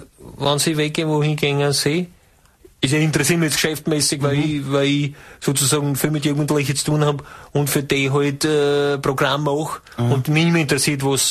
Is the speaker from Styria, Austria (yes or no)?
yes; Judenburg, Styria, Austria; Ich komme aus Judenburg.